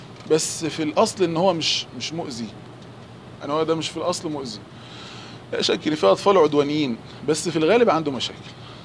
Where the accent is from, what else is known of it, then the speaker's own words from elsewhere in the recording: Egypt; قول عليه عندنا في مصر دهشان.